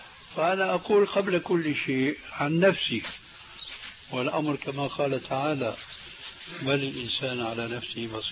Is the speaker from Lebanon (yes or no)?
no; Syria; كما يقولون عندنا في سوريا ما عندهم بقى عمل إلا سند الحيطان